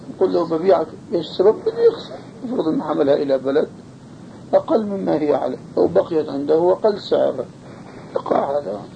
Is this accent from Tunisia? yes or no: no; Jordan; عندنا في الأردن